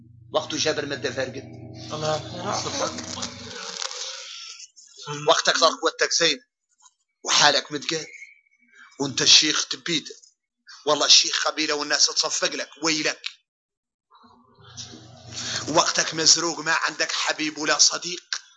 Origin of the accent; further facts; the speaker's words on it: Mauritania; شوفوا احنا موريتاني الحمد لله